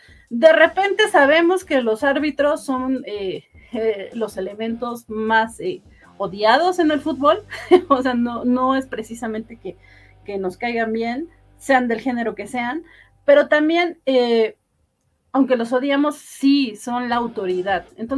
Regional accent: Mexico; creo que como mexicanos odiamos a los gringos

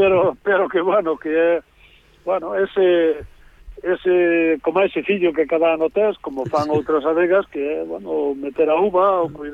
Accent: Galicia, Spain; Eu son un galego orgulloso do meu povo, da miña aldea e da miña terra

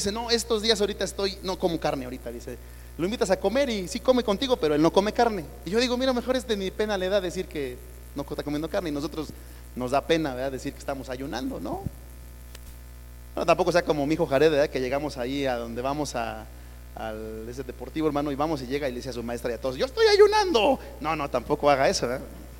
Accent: Mexico; como buenos mexicanos, así estamos acostumbrados a comer lo que se nos antoja.

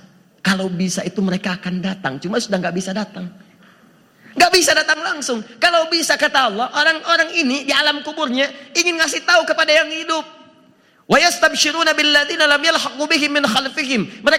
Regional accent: Antapani, West Java, Indonesia; Saya dari Antapani, bisa mengandung, melahirkan tanpa ada seorang ayah.

